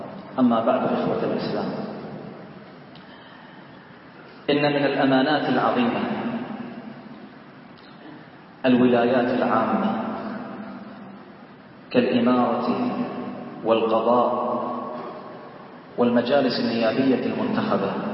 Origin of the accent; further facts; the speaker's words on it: Bahrain; اللهم احفظ بلدنا البحرين